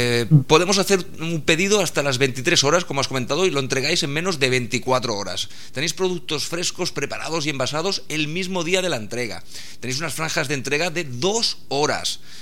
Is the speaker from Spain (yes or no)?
yes; Barcelona, Catalonia, Spain; yo por ejemplo soy de Barcelona, pues miro a lo mejor de abarcar el tema de Cataluña